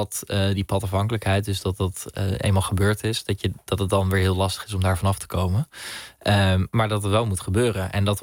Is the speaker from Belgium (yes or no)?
no; Netherlands; Maar ik ben Nederlander, dus als ik het in Nederland vind, dan heb ik daar wel invloed op met de manier hoe ik stem.